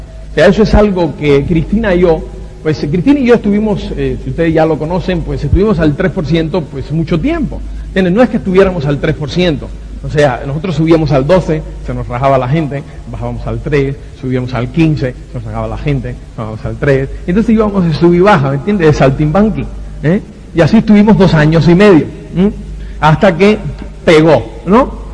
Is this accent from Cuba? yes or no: yes; Cuba; Soy cubano, entonces pues yo no sé